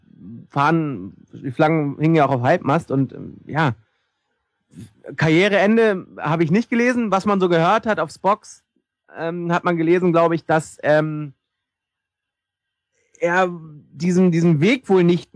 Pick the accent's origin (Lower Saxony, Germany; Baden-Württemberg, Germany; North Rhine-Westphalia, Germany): Lower Saxony, Germany; Hannover; Es tut mir leid, ich komme aus Hannover, ja